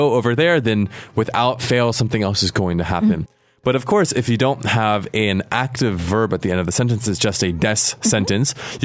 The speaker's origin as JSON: {"language": "English", "town": "San Francisco", "region": "California", "country": "United States", "tie": "born or raised there", "said": "My hometown."}